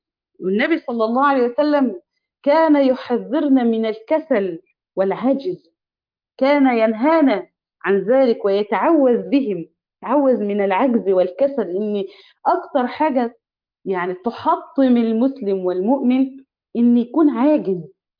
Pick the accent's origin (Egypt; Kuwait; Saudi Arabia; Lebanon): Egypt; يعني إحنا عندنا في مصر قول لي مالك، في إيه؟